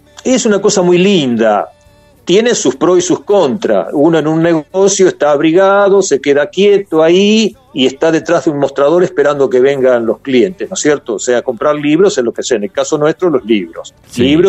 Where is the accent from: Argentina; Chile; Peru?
Argentina; Olavarría, Buenos Aires Province; moved away; incluso cuando me fui de Olavarría ya tenía asfalto. Eso fue en el 1975, yo me fui y ya había asfalto, ya había cambiado mucho.